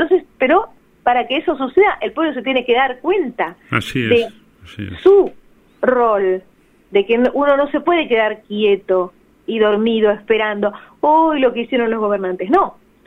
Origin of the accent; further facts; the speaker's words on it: Buenos Aires, Argentina; Yo, por ejemplo, soy de Almagro.